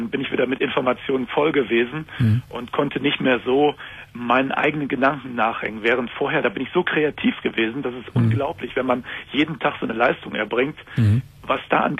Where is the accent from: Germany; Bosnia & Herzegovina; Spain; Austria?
Spain; Seville, Andalusia; German is a second language; Und ich komme aus Süden, aus Sevilla.